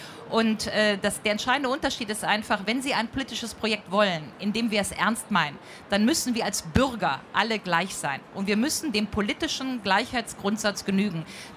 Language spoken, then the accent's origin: German; Rhineland, Germany; Ich komme aus dem Rheinland.